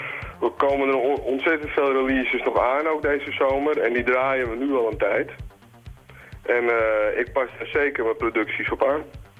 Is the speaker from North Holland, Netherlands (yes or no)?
yes; Amsterdam, North Holland, Netherlands; kom uit Amsterdam.